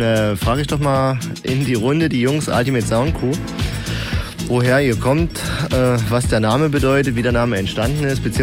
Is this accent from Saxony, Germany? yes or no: yes; Radeberg, Saxony, Germany; Wir kommen alle zusammen aus Radeberg.